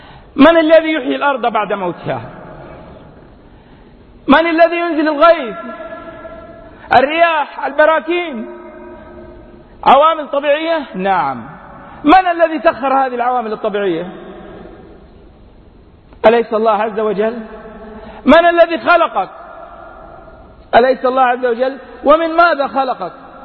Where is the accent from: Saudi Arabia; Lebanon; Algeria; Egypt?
Saudi Arabia; Mecca, Makkah Province; born there; من مواليد مكة المكرمة، أعمل كما ذكرت في دائرة حكومية